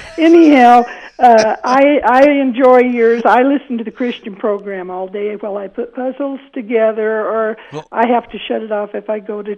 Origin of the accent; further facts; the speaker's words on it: Emmett, Idaho, United States; born there; I love Idaho. I was born in Emmett.